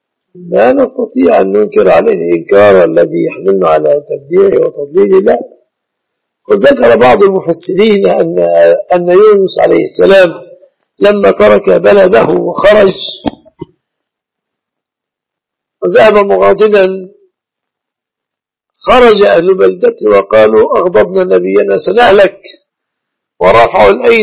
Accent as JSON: {"language": "Arabic", "country": "Egypt", "said": "أهل الله علينا وعليكم هلاله بالأمن والإيمان والسلامة والإسلام على بلادنا مصر وعلى بلاد المسلمين في كل مكان."}